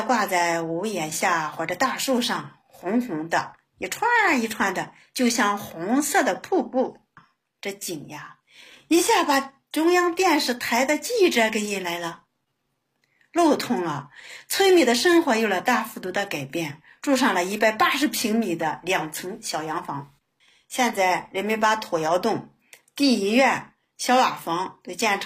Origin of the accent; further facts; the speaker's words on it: Pinglu, Shanxi, China; 你知道我的家乡在哪吗？我告诉你，在山西省平陆县中条山下的后窑村。